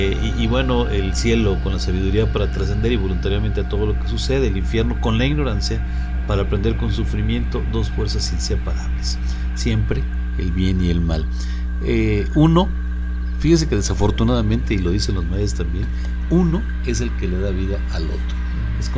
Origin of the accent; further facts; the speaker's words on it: Mexico; así como somos los mexicanos